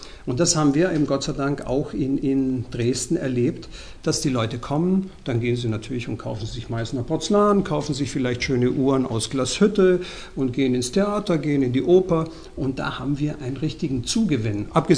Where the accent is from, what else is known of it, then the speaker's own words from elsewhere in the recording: Mexico; German is a second language; Allein meine Heimat, also Mexiko, hat ja die größte Anzahl an verschiedenen Kulturen, die es überhaupt auf dem ganzen amerikanischen Kontinent gibt.